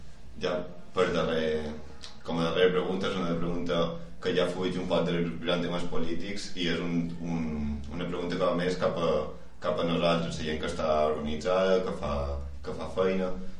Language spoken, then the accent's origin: Catalan; Balearic Islands, Spain; hi ha una frase que a nosaltres com a mallorquins ens va cridar bastant l'atenció